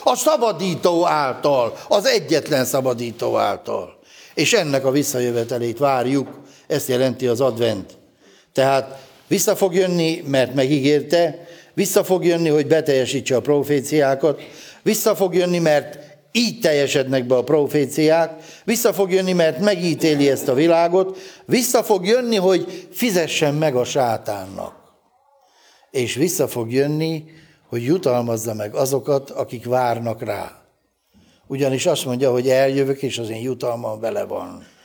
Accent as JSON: {"language": "Hungarian", "country": "Hungary", "said": "mivel mi magyarok vagyunk, testvéreim"}